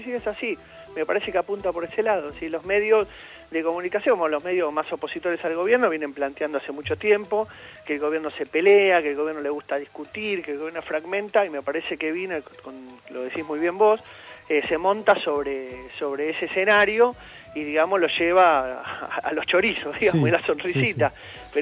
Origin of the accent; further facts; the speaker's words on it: Argentina; Todos somos argentinos.